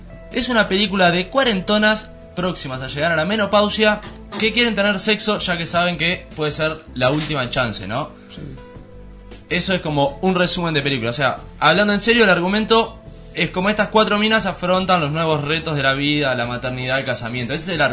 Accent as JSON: {"language": "Spanish", "country": "Uruguay", "said": "Yo soy uruguayo, soy exótico."}